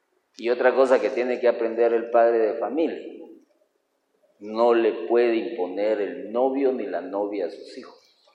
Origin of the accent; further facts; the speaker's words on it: Guatemala; como somos buenos guatemaltecos